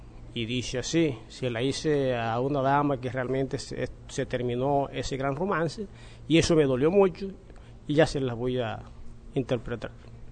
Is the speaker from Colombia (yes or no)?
yes; Valledupar, Cesar, Colombia; Vengo de Valledupar, soy compositor, canto vallenato